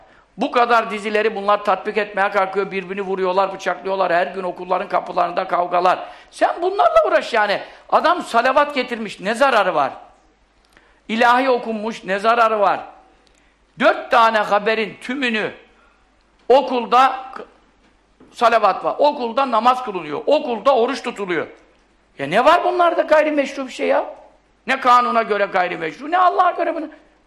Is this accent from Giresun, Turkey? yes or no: yes; Görele, Giresun, Turkey; Bizim hep etrafımız hep asker. Bizim Göreleliyiz biz.